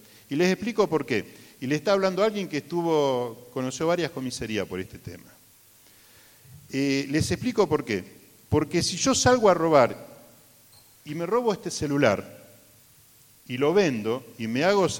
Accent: Puerto Madryn, Chubut, Argentina; allá en Puerto Madryn, soy de Puerto Madryn, un lugar relativamente marginal, podríamos decir que es un barrio que se llama San Miguel.

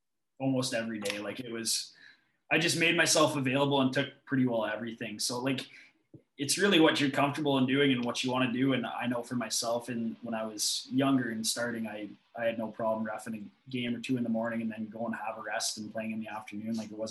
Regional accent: Minnedosa, Manitoba, Canada; I know growing up in Minnetosa, I would go to the smaller communities like Erickson and Onanal, Rapid City, Strathclair, all those small communities too

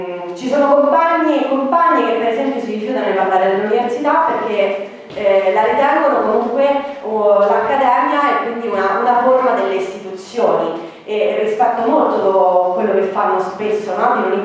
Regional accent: Rome, Lazio, Italy; perché vengo da Roma, mi sono laureata qualche anno fa

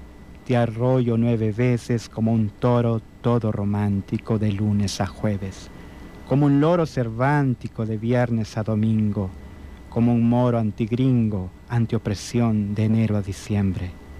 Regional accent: El Salvador; Nosotros como salvadoreños vemos cómo se están construyendo grandes centros comerciales

